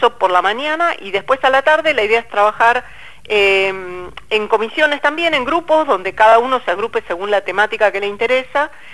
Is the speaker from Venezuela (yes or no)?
no; Buenos Aires, Argentina; Yo no sabía, claro, yo soy porteña